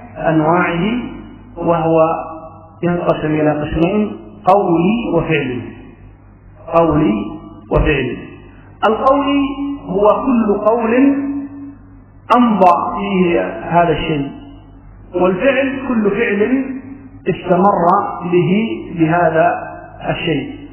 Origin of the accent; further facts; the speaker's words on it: Yemen; فمعروف عندنا في اليمن أن المهر مقدم، يدفع المهر وتدفع المرأة إلى زوجها